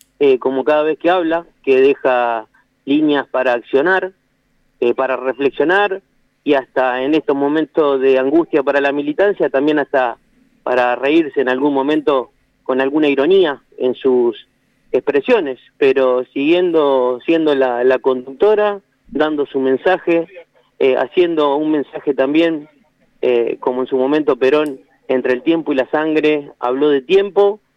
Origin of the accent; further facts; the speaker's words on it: Argentina; tendremos el desafío nosotros como argentinos de hacerlo también.